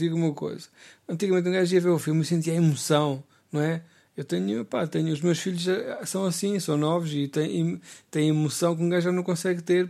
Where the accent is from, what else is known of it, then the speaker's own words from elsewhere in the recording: Centro, Portugal; na minha aldeia, que eu moro aqui, morava numa aldeia, uma vila do Baixo Mondego, conhecida pela sua pastelaria